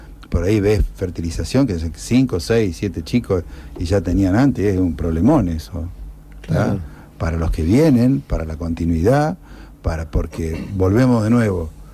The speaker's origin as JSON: {"language": "Spanish", "town": "Arteaga", "region": "Santa Fe", "country": "Argentina"}